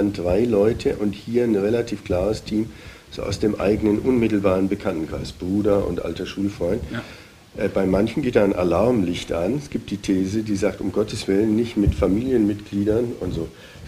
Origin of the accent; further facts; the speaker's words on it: Bavaria, Germany; Also selbst als Bayer, ich komme aus Bayer